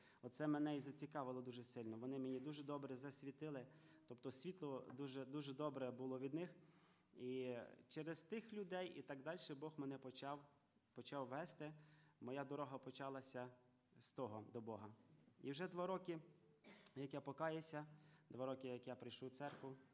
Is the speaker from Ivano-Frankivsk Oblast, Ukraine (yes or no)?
yes; Ivano-Frankivsk Oblast, Ukraine; сам я з Івано-Франківщини. Зараз я в гостях брата Толіка і сестри Ані. Сестра Ані моя землячка, ми з одного села родом. Я родився і виріс в невіруючій сім'ї.